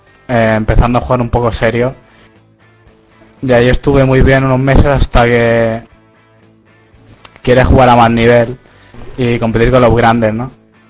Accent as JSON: {"language": "Spanish", "town": "Reus", "region": "Catalonia", "country": "Spain", "said": "tengo 18 años y soy de Reus"}